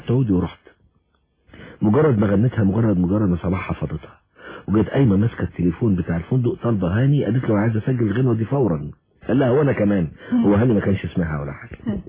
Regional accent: Alexandria, Alexandria Governorate, Egypt; ان انا ملحن من اسكندرية احنا اصحاب من صغرنا يعني

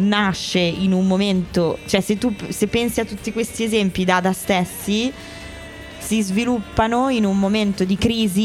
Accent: United States; Adesso io sono americana, mi tolgono il passaporto.

